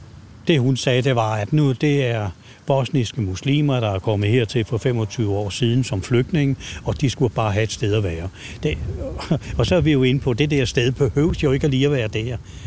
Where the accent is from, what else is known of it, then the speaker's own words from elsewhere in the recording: Ishøj, Capital Region, Denmark; Jeg kommer der fra Ishøj.